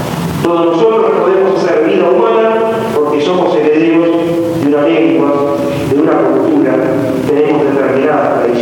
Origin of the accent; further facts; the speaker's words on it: Argentina; Resulta que nosotros somos argentinos, estamos en 1986, tenemos la patria que tenemos